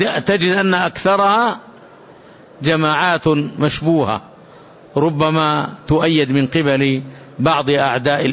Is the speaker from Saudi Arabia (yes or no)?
yes; Saudi Arabia; ما قامت عليه هذه البلاد المباركة، بلادنا المملكة العربية السعودية